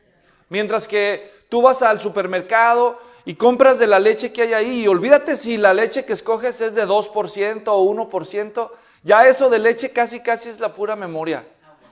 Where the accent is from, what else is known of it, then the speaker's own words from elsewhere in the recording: Guadalajara, Jalisco, Mexico; allá donde yo nací, en la ciudad de Guadalajara, donde somos mi esposa y yo